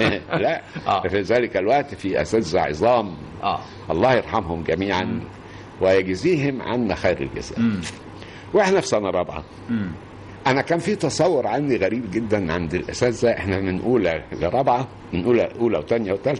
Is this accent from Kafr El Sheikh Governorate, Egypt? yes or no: yes; Al-Khadmiya, Kafr El Sheikh Governorate, Egypt; أنا أصلا رايح من القاهرة. صحيح أنا مش من القاهرة، أنا من كفر الشيخ، من قرية اسمها الخادمية، مركز كفر الشيخ.